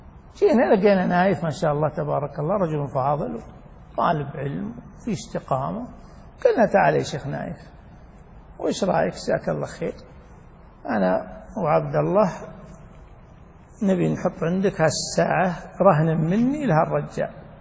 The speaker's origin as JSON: {"language": "Arabic", "region": "Najd", "country": "Saudi Arabia", "said": "وعليه عمل الناس من قديم، خاصة عندنا في نجد"}